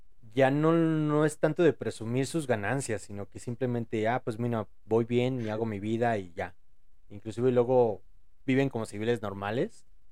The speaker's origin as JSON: {"language": "Spanish", "country": "Argentina", "said": "Mira, como argentino podría decir"}